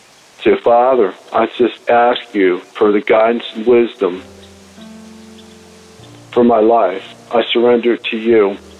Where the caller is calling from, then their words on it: Parkville, Maryland, United States; I'm calling from Parkville, Maryland.